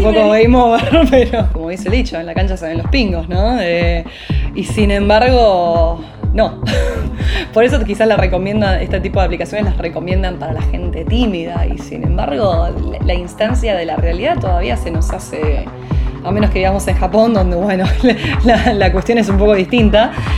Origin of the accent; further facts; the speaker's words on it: Buenos Aires, Argentina; yo pasé mi infancia en Caballito, que es el barrio donde nací